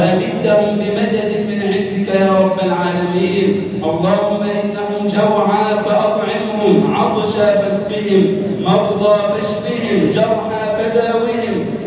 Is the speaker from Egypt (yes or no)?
yes; Egypt; اللهم اجعل بلدنا مصر أمنا أمانا